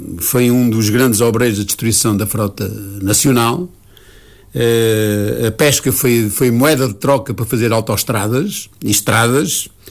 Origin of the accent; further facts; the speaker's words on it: Nazaré, Leiria, Portugal; Portanto, eu candidato para Nazaré, porque é a minha terra, sempre olhei com muita atenção o que se passava na minha terra